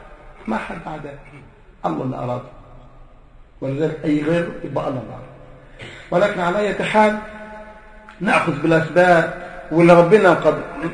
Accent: Egypt; احنا عندنا في مصر وصلت 5000 وشوية يورو

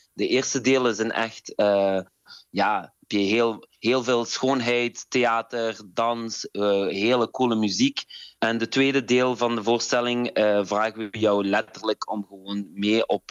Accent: Morocco; Ik ben ook Marokkaan, dus ik heb ook heel veel Marokkaanse dans.

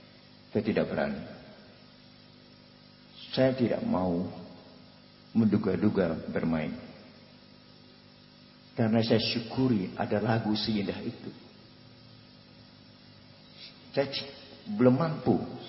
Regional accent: Indonesia; born there; saya lahir di Indonesia, jadi anak Indonesia.

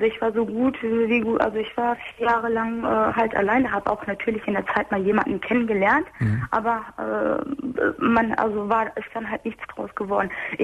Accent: Turkey; now in Germany; Ich bin eine Türkin, er war halt auch ein Türke.

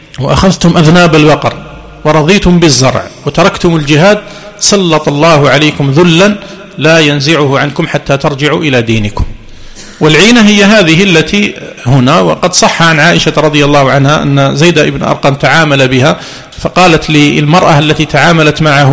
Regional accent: Algeria; واشتهر في السنوات الأخيرة بعض المعاملات عندنا في الجزائر

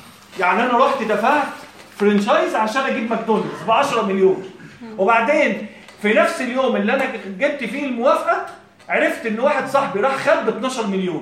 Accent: Egypt; مثلا احنا عندنا في مصر هنا في

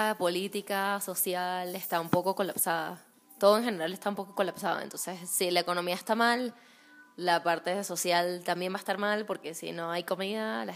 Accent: Venezuela; now in Mexico; soy de Venezuela, pero llevo un año, un poco más de un año viviendo aquí en México.

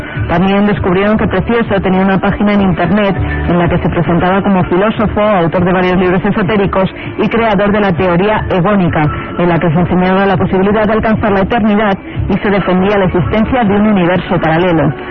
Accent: Tabernes Blanques, Valencian Community, Spain; de Tabernes Blanques.

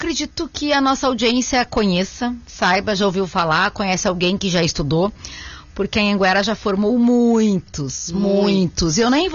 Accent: São Borja, Rio Grande do Sul, Brazil; born there; eu praticamente nasci em São Borja

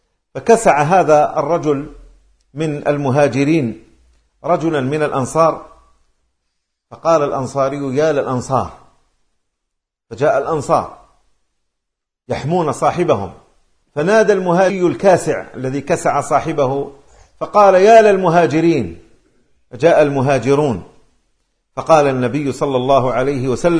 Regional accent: Algeria; أنا من الجزائر من باب التعريف بأنني أنتسب إلى أرض تسمى الجزائر، أو أقول للعاصمي عندما ألتقي به أقول له أنا من مغنية

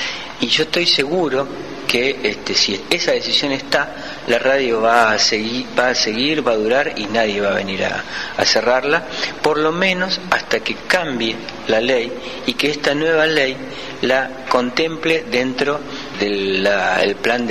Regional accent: Rosario, Santa Fe, Argentina; vengo de la ciudad de Rosario

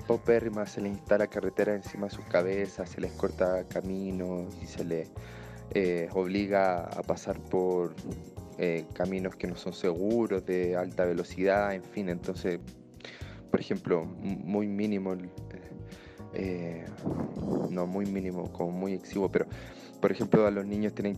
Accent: Chile; now in Mexico; como somos chilenos radicados en México

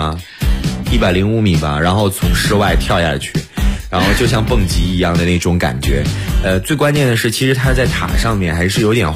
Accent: China; 你要说我们中国人哪儿还没有中国人？

